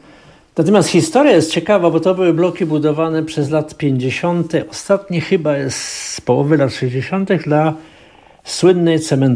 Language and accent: Polish; Katowice, Silesian Voivodeship, Poland; born there; ja właściwie się urodziłem w Katowicach, ale moje związki z Katowicami są bardzo serdeczne